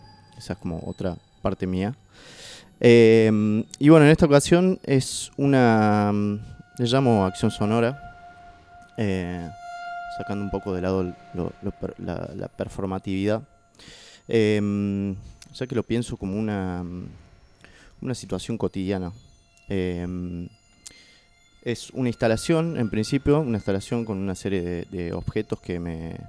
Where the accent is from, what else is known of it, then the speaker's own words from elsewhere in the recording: Catamarca, Argentina; now in Córdoba, Argentina; soy artista nacido y criado en Catamarca, en el noreste de Argentina, pero ya resido en Córdoba hace 12 años aproximadamente, mitad cordobés, mitad catamarqueño.